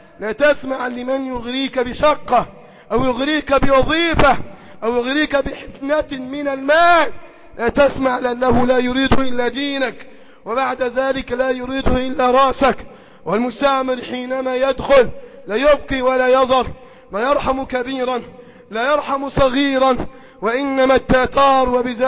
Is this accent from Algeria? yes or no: no; Egypt; اللهم احفظ بلدنا مصر، احفظ بلدنا مصر، احفظ بلدنا مصر